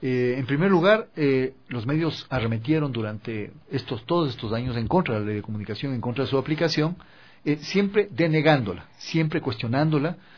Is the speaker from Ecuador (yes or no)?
yes; Ecuador; como ecuatorianos que somos, en la diversidad.